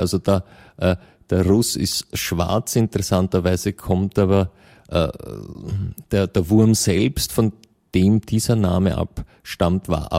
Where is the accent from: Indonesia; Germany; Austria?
Austria; Vienna; als Österreicher oder Wienerin im Besonderen ist es ja eine gute Tradition, dass die Vorfahren aus Osteuropa kommen.